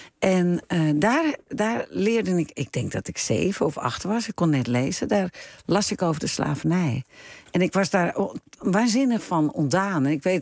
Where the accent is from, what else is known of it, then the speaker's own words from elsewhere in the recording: North Holland, Netherlands; Ik bedoel, ik ben echt een Hollander. Mijn DNA zit heel diep in de klei van Noord-Holland.